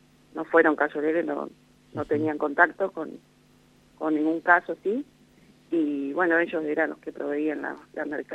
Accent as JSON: {"language": "Spanish", "town": "Santa Isabel", "region": "La Pampa", "country": "Argentina", "tie": "born or raised there", "lives_now": "Limay Mahuida, Argentina", "said": "Yo soy oriunda de Santa Isabel, en realidad."}